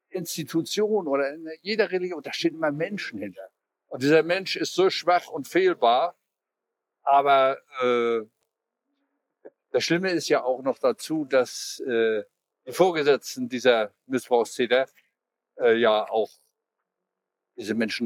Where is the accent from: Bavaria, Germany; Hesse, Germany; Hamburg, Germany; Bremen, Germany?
Hamburg, Germany; wie wir als Hamburger mit den Feiertagen